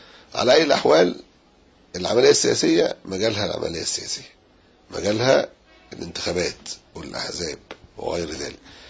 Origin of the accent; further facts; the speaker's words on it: Egypt; صفاتنا ان احنا مواطنين مصريين